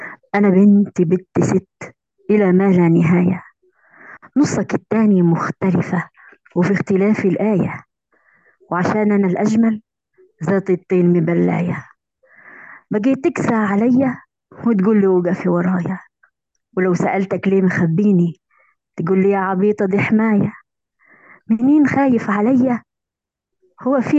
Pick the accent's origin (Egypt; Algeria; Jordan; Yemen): Algeria; من الجزائر، معلقة صوتية